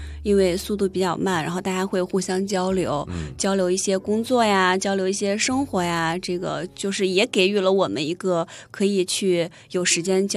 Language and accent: Chinese; China; 让我深深的觉得作为一个中国人